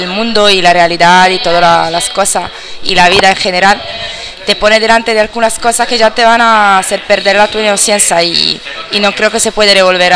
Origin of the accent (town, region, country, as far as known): Marotta, Marche, Italy; Spanish is a second language